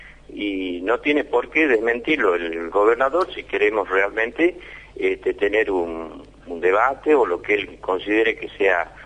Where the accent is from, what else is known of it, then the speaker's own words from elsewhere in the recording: Argentina; nos han hecho como argentinos, como trabajadores y como ciudadanos